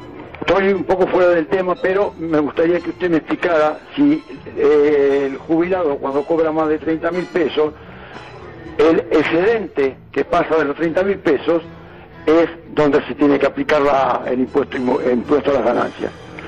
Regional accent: Wilde, Buenos Aires Province, Argentina; soy de Wilde.

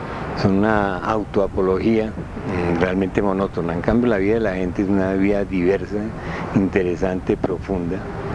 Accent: Bogotá, Colombia; born there; Yo nací en Bogotá.

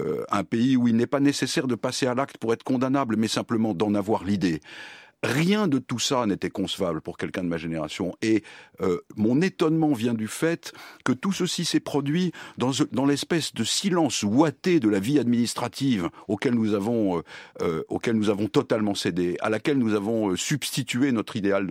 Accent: France; ce qui nous caractérise fondamentalement en tant que Français, en tant qu'Européens et en tant qu'Occidentaux

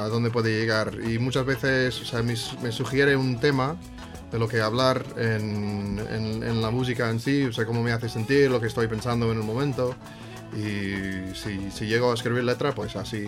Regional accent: United States; Spanish is a second language; soy de Estados Unidos. Pero claro, como todos somos parte, o sea, bueno, partes de. Bueno, yo soy partes europeas asambladas en Estados Unidos. Entonces. De herencia, bueno, o sea, irlandés

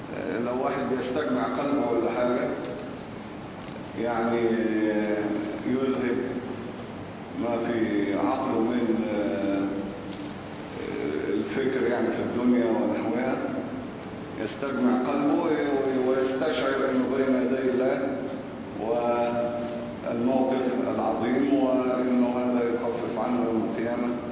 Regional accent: Egypt; فاللي ماشي عندنا في مصر ايه؟ سبعة غير تكبيرة الإحرام

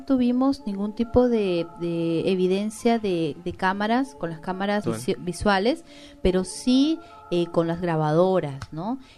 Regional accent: Venezuela; yo no soy de Perú, yo soy de Venezuela y no tengo conocimiento, recién estoy conociendo la historia de Perú

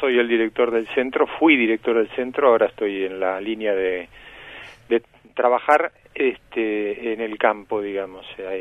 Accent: Rosario, Santa Fe, Argentina; born there; Yo pescaba pacú cuando era chico, porque soy nacido en Rosario.

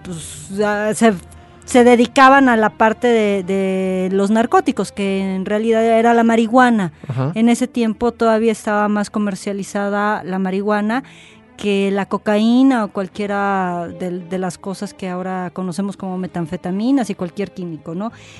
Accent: Mexico; así como nosotros mexicanos, teníamos a la Coyoxauhtli

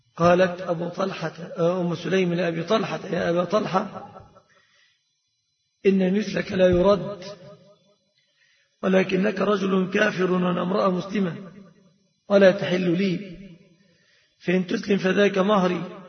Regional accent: Egypt; فالصداق في بلادنا مصر في الغالب متمثل في ثلاثة أشياء

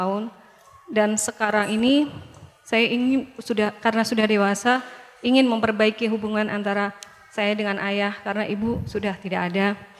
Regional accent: Depok, West Java, Indonesia; Saya dari Depok, Jakarta.

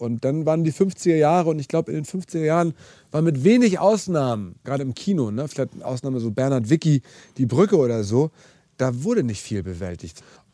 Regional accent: Hamburg, Germany; Meine Liebe zu diesem Land hat natürlich sehr viel mit meinem Geburtsort zu tun und dem Ort meiner Kindheit.

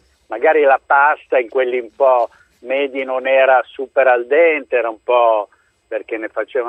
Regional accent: Milan, Lombardy, Italy; io vengo da Milano, quindi ricordo queste cose

